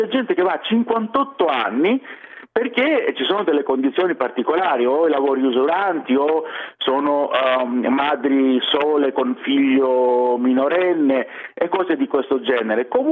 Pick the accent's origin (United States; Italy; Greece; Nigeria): Greece; I cittadini, quando sanno, vengono a sapere che sono greco perché per il mio nome o per altri motivi